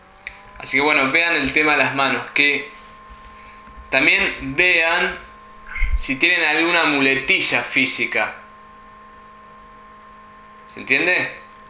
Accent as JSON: {"language": "Spanish", "country": "Argentina", "said": "En general, los argentinos usamos más las manos que los americanos. Somos medio italianos, ¿no?"}